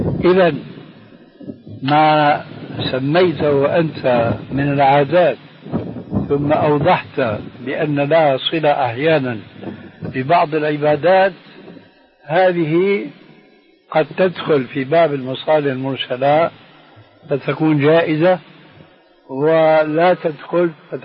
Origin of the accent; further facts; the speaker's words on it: Syria; هذه عندنا في الشام في سوريا مشهورة هذا الحديث، وجئت هنا وسمعته أيضا